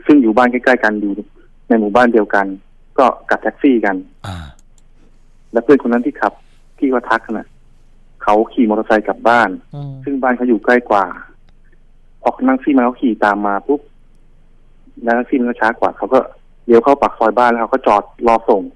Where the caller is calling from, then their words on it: Pak Kret, Nonthaburi, Thailand; โทรมาจากปากเกร็ด